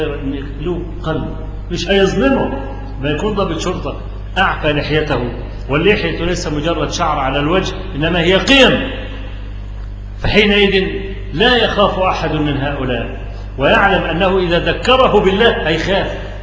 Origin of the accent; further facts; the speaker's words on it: Egypt; فكلامي مش لأني أنا مصري